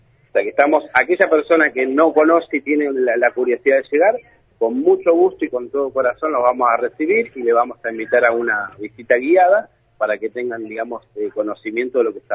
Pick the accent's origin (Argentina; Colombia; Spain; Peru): Argentina; No, yo soy, digamos, somos causalmente vietnamitas, sí. Somos argentinos, vietnamitas, sí.